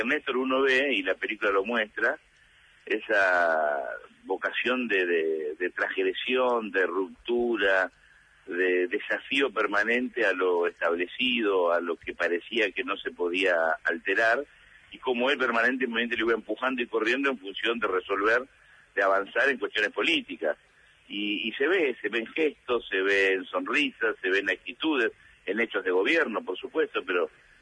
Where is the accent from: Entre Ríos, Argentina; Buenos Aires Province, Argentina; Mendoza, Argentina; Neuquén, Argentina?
Buenos Aires Province, Argentina; Lomas de Zamora; Pero yo vengo de Loma de Zamora